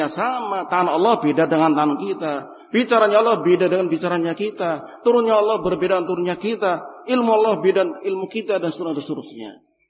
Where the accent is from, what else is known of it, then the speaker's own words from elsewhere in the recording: Java, Indonesia; Ini bahasa Arab dulu, Pak. Kita orang Jawa sih.